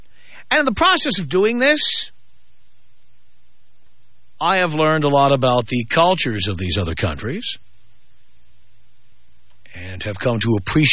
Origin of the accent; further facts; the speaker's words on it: United States; I mean, I am American. As much as I love dating women from other countries, I am American.